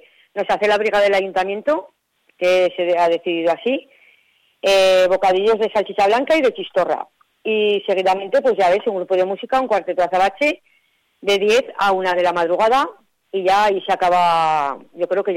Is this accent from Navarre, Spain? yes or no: yes; Cabanillas, Navarre, Spain; son todo gente de nuestro pueblo, somos todos gente de Cabanillas